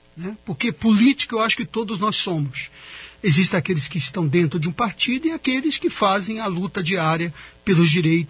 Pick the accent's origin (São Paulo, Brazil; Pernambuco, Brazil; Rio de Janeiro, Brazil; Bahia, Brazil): São Paulo, Brazil; São Vicente; moved away as an adult; also born or lived in Paraguay; now in Foz do Iguaçu, Brazil; quando decidi retornar ao Brasil, fui para São Paulo, sou paulista, de São Vicente, litoral paulista, mas não me senti bem mais no Brasil. Estava muito acostumado com a cultura latina e tudo mais. Então, fui ao Paraguai, morei em Assunção 3 anos